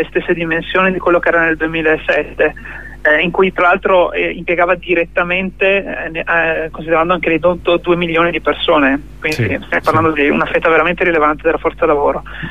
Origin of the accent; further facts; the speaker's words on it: Veneto, Italy; dalle mie parti in Veneto, per dire, il 20% del suolo è cementificato